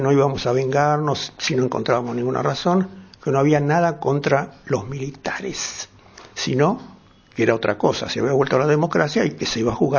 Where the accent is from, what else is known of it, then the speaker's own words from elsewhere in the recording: Buenos Aires, Argentina; Pero yo me crié mucho en Villa del Parque.